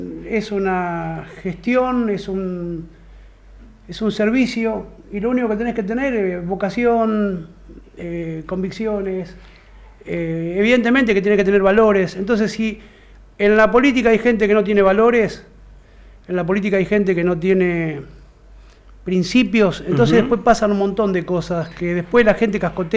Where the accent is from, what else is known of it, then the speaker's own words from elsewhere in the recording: Cañuelas, Buenos Aires Province, Argentina; moved away; Pero cuando me fui de Cañuelas, yo me fui con una idea muy, muy marcada. Le dije a Dios, no me quiero morir sin hacer algo por mi ciudad.